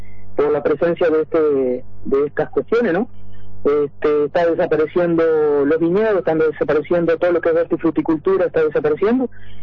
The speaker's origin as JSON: {"language": "Spanish", "region": "Florida", "country": "Uruguay", "moved": "yes", "said": "yo soy de Florida, ¿no? Me vine en el año 97 por cuestiones de trabajo, para trabajar en Carrao. Durante 10 años trabajamos en Carrao hasta el 2007, ¿no?"}